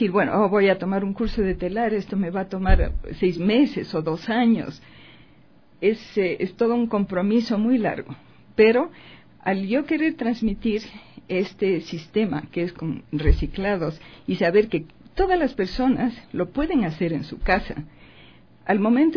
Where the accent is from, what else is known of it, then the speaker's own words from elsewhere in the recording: Ecuador; moved away; yo tuve que salir del Ecuador y recuerdo, estando en el avión